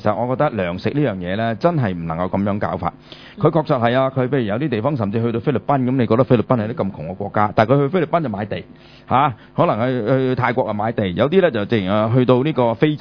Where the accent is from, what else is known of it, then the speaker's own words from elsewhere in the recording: China; 因為我作為一個中國人啦